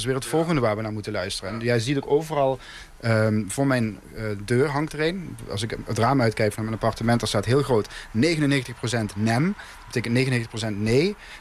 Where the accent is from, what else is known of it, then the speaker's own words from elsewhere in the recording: Netherlands; now in Hungary; En zij vroeg, waar kom je vandaan? Ik zei, oh, Nederland.